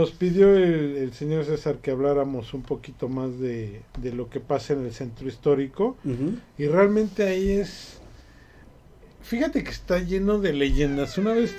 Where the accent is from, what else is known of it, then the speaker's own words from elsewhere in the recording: Mexico; yo no soy turista, yo soy mexicano.